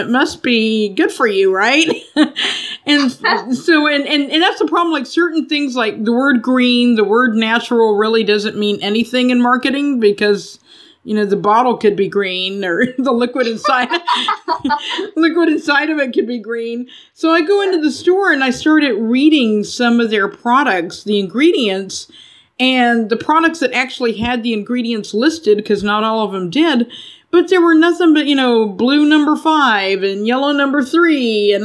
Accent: Texas, United States; I grew up in Texas. There are a lot of oil refineries there.

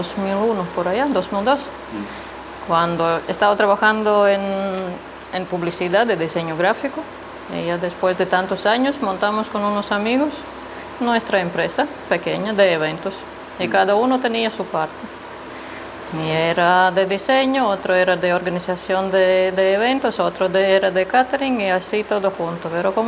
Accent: Latvia; Spanish is a second language; also born or lived in Porto; now in Las Palmas de Gran Canaria, Spain; Salí de Letonia, en principio a Portugal, viví un año y medio en Oporto, y ahí entendí que la cosa no me gusta tanto.

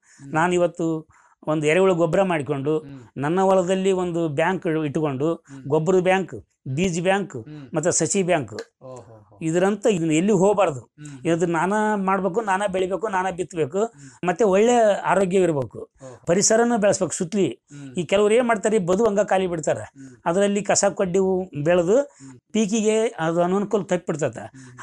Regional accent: Kamanur, Karnataka, India; Kamanuru sir.

